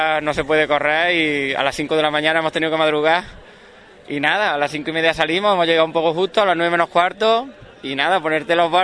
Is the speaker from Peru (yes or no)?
no; Baena, Andalusia, Spain; somos 4 de Baena y un compañero de un pueblo de al lado, de Doña Mencía también.